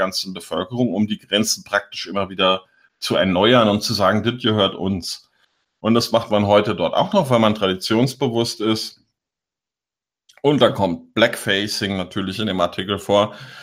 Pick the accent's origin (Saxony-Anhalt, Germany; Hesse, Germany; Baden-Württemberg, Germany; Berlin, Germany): Hesse, Germany; Biedenkopf; Und ich komme aus Biedenkopf in Hessen.